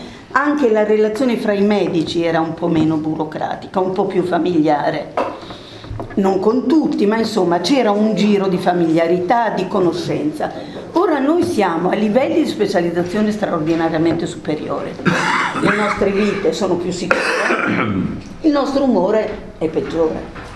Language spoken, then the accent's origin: Italian; Emilia-Romagna, Italy; accent: Romagnol; Io sono romagnola, quindi scusate l'accento diverso.